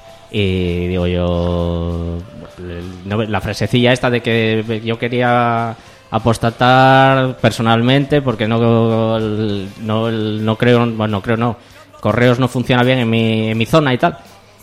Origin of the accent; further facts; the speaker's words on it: Gijón, Asturias, Spain; No, soy de Gijón. Ah, no estás muy lejos.